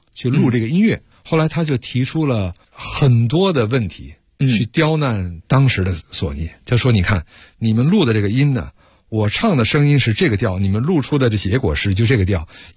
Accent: Beijing, China; Chinese is a second language; 是 PlayStation 中国业务的负责人。大家听我讲话呢，可能不太以为我是一个外国人哈，实际我呢本人是在北京长大的，当时呢是一个小外，现在是一个老外了。

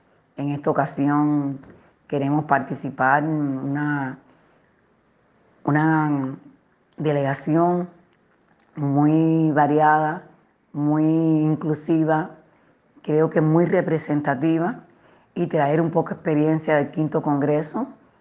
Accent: Cuba; quiero aprovechar este programa para explicar que en mi país hay una tranquilidad ciudadana inmensa. Puede haber cualquier problema que no es representativo, por cosas, por todo el trabajo subversivo que se hace contra la isla, pero en Cuba

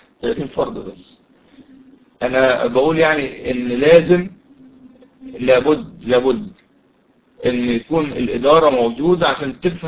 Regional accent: Mansoura, Dakahlia, Egypt; طبعا أنا من المنصورة، فالدور لو في دور في المنصورة أو جوار أو قريبة من المنصورة

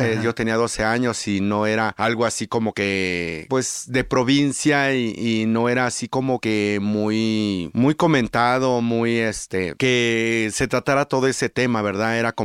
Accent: Acapulco, Guerrero, Mexico; Soy del puerto de Acapulco.

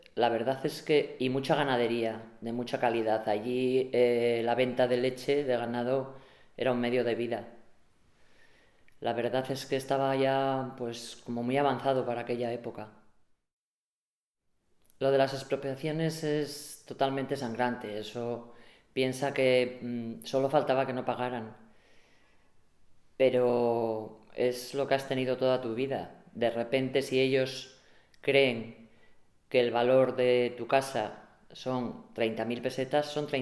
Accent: Begamián, Castile and León, Spain; born there; hace poco me fijo que me ponen que soy nacida en Boñar. Entonces, yo siempre seré nacida en Begamián. No tiene nada que ver.

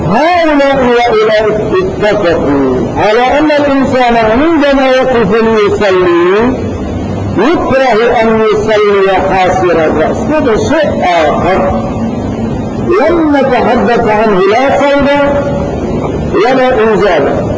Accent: Morocco; في بلادنا المغرب

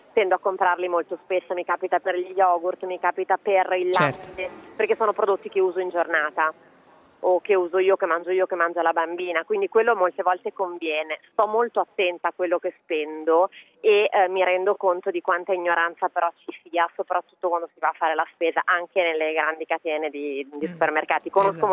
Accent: Campania, Italy; born there; sono nata in Campania con un padre pugliese e una mamma bolognese. Quindi ho avuto questo mix di regioni

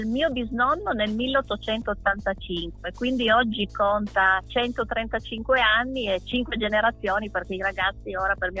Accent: Alba, Piedmont, Italy; Sì, io sono di Alba, sì.

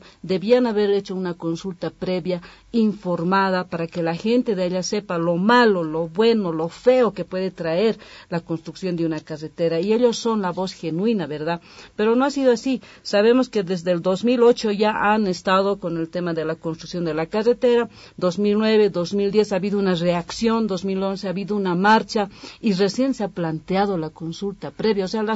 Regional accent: Bolivia; porque desde luego que como bolivianos queremos que la gente de allá disfrute de estos derechos constitucionales

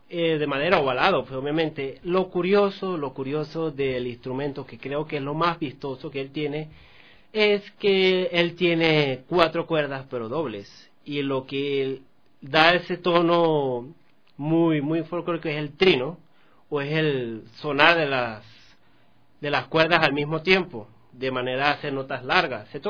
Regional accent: Maracaibo, Zulia, Venezuela; born there; música muy, muy de donde yo nací, Maracaibo

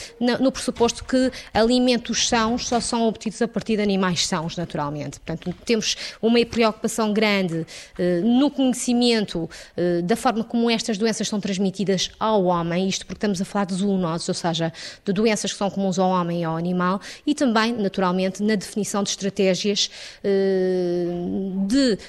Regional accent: Norte, Portugal; eu também sou transmontana e os transmontanos são, por natureza, afáveis

